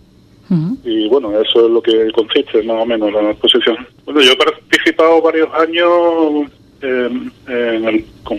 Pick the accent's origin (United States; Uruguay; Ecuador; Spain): Spain; San Fernando, Andalusia; Bueno, yo soy de San Fernando. Uh-huh. Con lo cual estoy rodeado de marismas, de playa y el mar